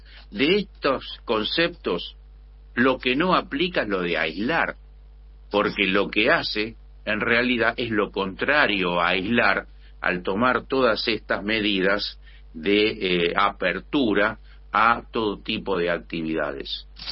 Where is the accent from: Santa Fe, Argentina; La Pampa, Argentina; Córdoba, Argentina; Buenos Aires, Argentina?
Buenos Aires, Argentina; no puedo dejar de plantear como porteño la preocupación